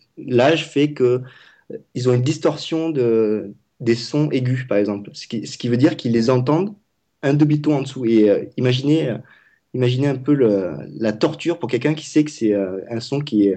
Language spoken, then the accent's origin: French; Vietnam; Pour ceux qui ne savent pas, je parle vietnamien, je suis vietnamien.